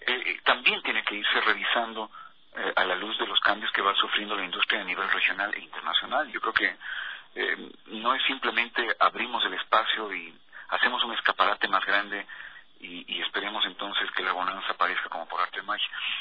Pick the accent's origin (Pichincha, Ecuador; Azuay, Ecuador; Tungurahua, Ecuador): Tungurahua, Ecuador; Ambato; Yo aparecí haciendo radio en mi ciudad natal, yo soy ambateño, desde los 14 años hago radio.